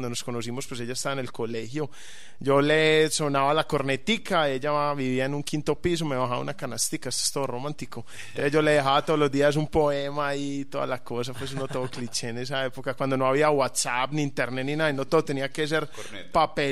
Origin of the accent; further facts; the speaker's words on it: Medellín, Antioquia, Colombia; Sí, yo soy de Medellín